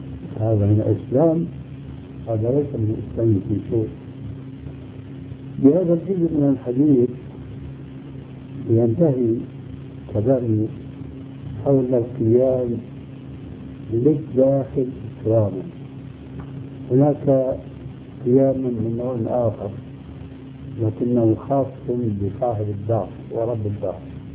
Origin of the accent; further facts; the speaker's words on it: Syria; يقود عندنا في سوريا زنبرة